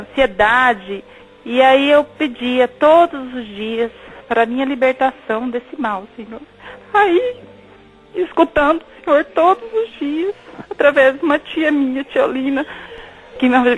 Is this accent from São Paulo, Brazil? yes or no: no; Dourados, Mato Grosso do Sul, Brazil; eu sou aqui de Dourados, Mato Grosso do Sul.